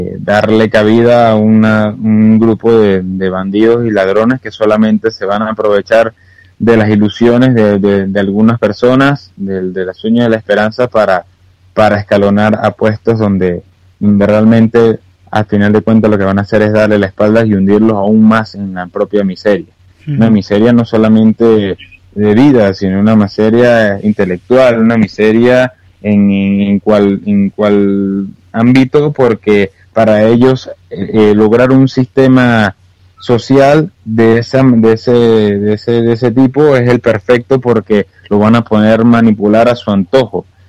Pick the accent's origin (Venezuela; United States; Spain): Venezuela; a nosotros como venezolanos le podemos decir en España que bueno, vean el espejo.